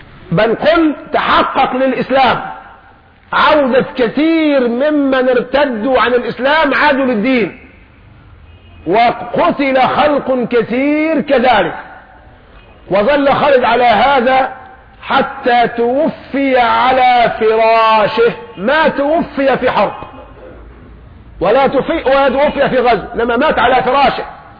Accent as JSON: {"language": "Arabic", "country": "Egypt", "said": "عندنا كمصريين بنطبخ في المية ودب"}